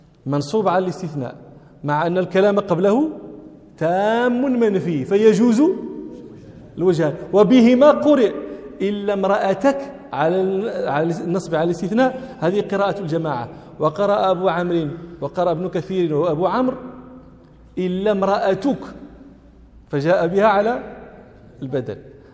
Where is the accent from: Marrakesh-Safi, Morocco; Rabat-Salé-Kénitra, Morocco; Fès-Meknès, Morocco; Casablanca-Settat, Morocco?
Rabat-Salé-Kénitra, Morocco; Rabat; أنا من جنس غير جنس أهل طنجة، أنا من أهل الرباط منشأ ومولدا ومن أهل دكالة أصولا، ففي جميع الأحوال لست من أهل طنجة.